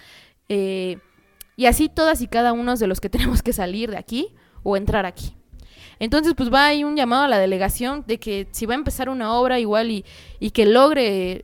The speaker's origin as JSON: {"language": "Spanish", "country": "Mexico", "said": "La verdad es que nuestra calidad de vida como mexicanos, sobre todo los citadinos, pues está empeorando"}